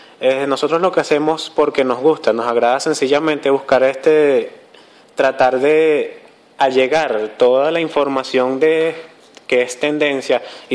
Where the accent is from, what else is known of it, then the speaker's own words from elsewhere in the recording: Venezuela; ese es un fallo que nosotros tenemos como comunidad venezolana